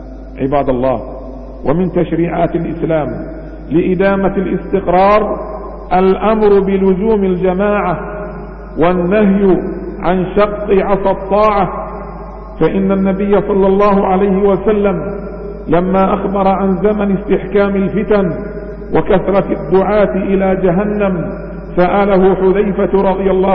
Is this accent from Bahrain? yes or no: yes; Bahrain; حمى الله تعالى بلادنا البحرين